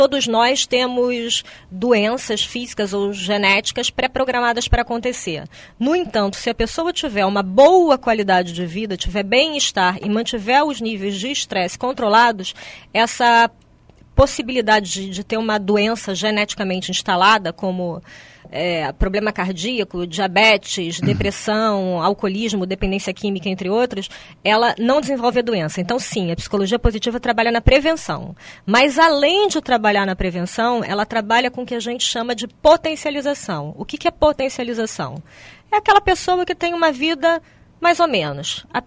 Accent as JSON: {"language": "Portuguese", "country": "Brazil", "said": "E nós, como brasileiros, nós temos a honra de estar sediando esse evento aqui em Foz"}